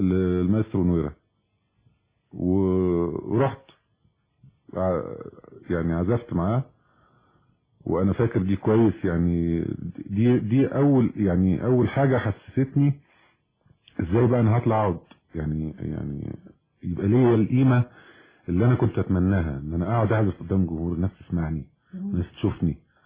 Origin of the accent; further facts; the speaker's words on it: Egypt; دورنا احنا كمصريين دايما احنا اللي بنصلح